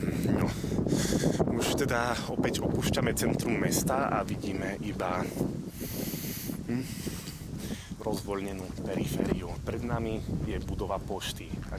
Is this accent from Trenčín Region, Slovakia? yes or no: no; Košice, Košice Region, Slovakia; ja som z Košic, takže čau